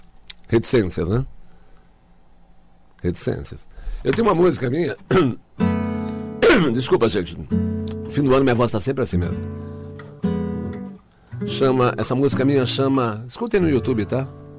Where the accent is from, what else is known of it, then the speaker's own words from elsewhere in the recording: São Paulo, Brazil; Eu sou corintiano, fui criado na ZL